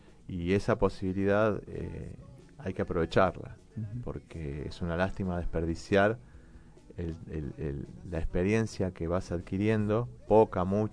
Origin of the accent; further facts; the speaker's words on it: Moreno, Buenos Aires Province, Argentina; yo soy un escritor de este barrio, soy de Moreno, me considero un músico local y súper orgulloso de serlo.